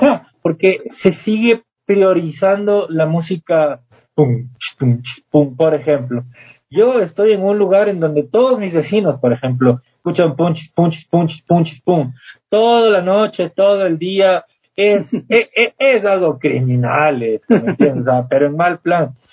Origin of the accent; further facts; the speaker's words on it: Costa, Peru; yo soy costeño y en la costa la mayoría de las personas son de música tropical, éramos muy pocos rockeros, al menos en el pueblo donde yo vivía.